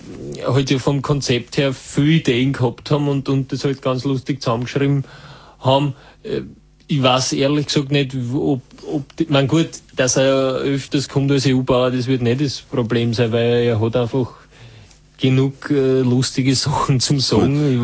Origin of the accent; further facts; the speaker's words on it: Carinthia, Austria; Na, bei uns in Kärnten herunten ist manchmal ja ein bisschen gepfeffert.